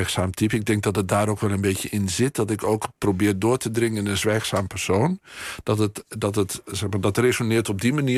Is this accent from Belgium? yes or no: no; Netherlands; En ik ben een Hollander. Tenminste, een Nederlander.